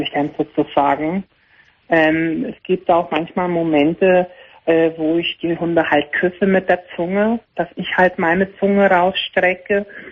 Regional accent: Austria; Wir fangen an, der Schweiz, ich bin aus Österreich.

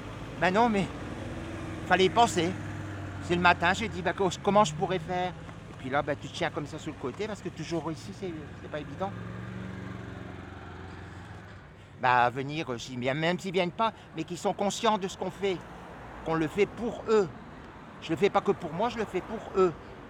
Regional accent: Dunkirk, Hauts-de-France, France; J'ai pris le bus, je viens de Dunkerque, donc le bus, je le prenais, il était gratuit comme ici maintenant.

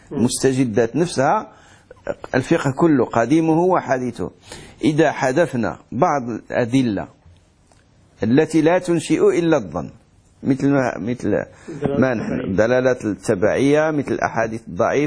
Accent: Morocco; احنا عندنا في المغرب مثل يقول حلال حرام

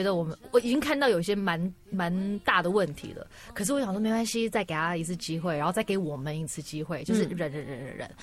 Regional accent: Singapore; also born or lived in Hong Kong; 我在新加坡跟香港长大的时候，我其实接触很多英文歌

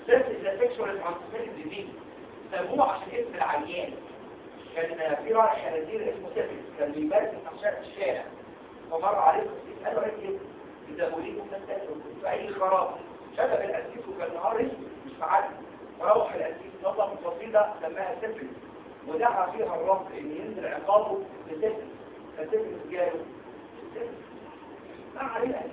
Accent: Egypt; ايه اشهر باراسايت جرانيلوما عندنا في مصر؟

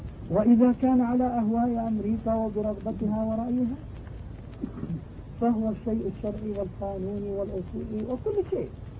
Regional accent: Palestine; نعم، بلادنا ضاع. أنا من فلسطين، والله سلموا أرضنا وهي مزروعة

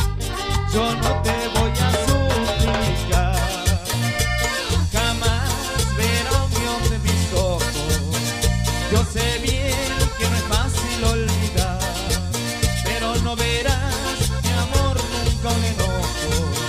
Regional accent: Salta, Argentina; Desde Salta y hacia el país, somos

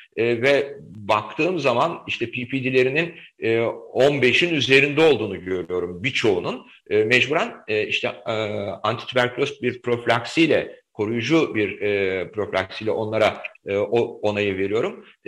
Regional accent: Aegean Region, Turkey; Yani ben bir Egeli olarak özellikle Samos ve o bölge benim için çok önemlidir.

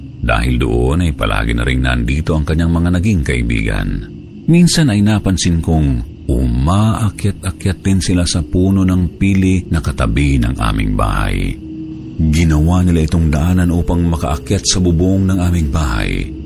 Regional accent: Bicol Region, Philippines; 21 taong gulang. Ako ay taga-Albay, Bicol.

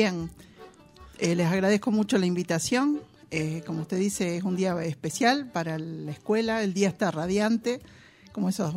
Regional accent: El Trébol, Santa Fe, Argentina; born there; Sí, soy santafesina, bueno, nací allá.

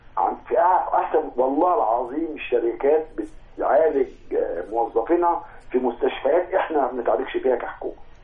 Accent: Egypt; هي المشكله عندنا في مصر في المؤهلات

